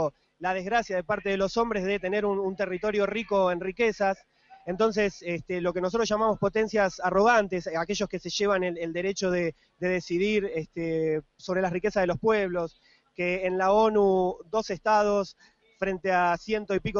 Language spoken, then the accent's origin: Spanish; Argentina; nos convoca a estar unidos, nosotros principalmente como argentinos